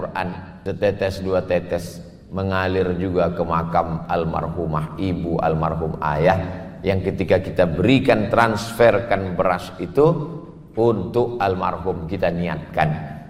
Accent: Pekanbaru, Riau, Indonesia; Saya dari Pekanbaru ikut bersama sahabat-sahabat Paskas menyerahkan foto, video, kami share.

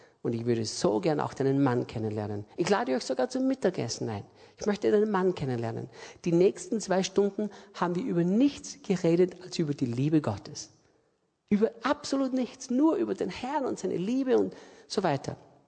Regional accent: Austria; Ich bin aus Österreich.

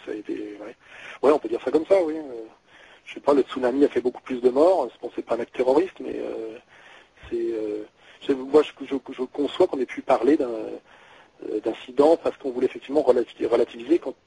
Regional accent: France; moi je suis français, je suis patriote

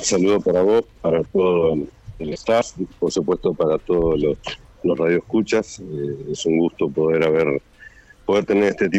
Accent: Montevideo, Uruguay; born there; Nací en el Buceo

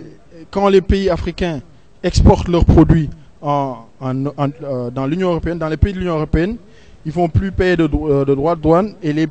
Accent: Senegal; French is a second language; donc je suis sénégalais et j'ai été invité par un ami

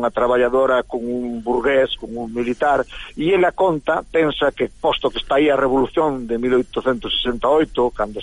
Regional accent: Vigo, Galicia, Spain; Bueno, e eu son vigués

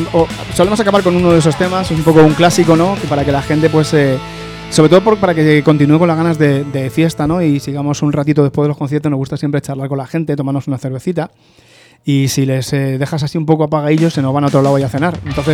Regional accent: Madrid, Community of Madrid, Spain; todo el grupo somos de Hortaleza

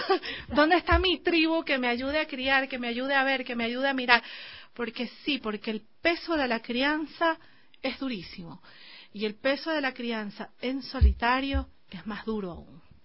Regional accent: Guayaquil, Guayas, Ecuador; accent: coastal; Es que soy de Guayaquil, hablo bastante. No, entonces, lo costeño.

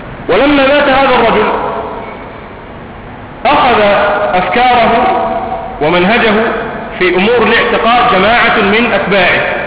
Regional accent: Egypt; عندنا في مصر

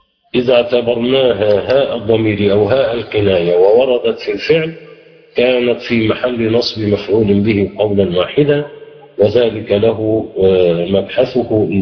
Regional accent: Egypt; حتى في اللهجة العامية في عندنا في مصر ماذا يحدث لها

